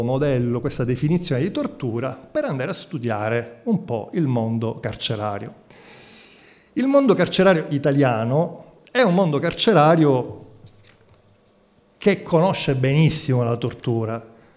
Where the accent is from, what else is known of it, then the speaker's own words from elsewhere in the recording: Palermo, Sicily, Italy; Io sono andato via da Palermo, io sono palermitano, all'indomani delle stragi di mafia, per andare a studiare fuori e poi tornare a casa